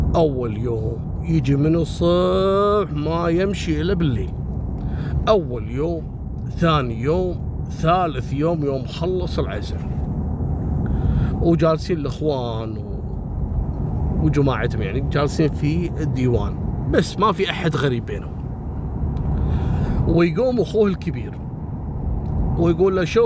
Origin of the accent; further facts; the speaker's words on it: Kuwait; بعدين من بعد 97-98 عندنا في الكويت هبت الحريم، صارت كلها موظفات